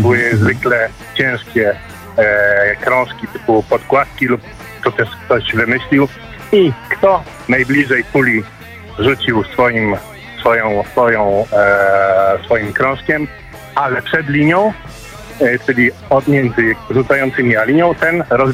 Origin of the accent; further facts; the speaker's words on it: Kraków, Lesser Poland, Poland; a pochodzę z Krakowa.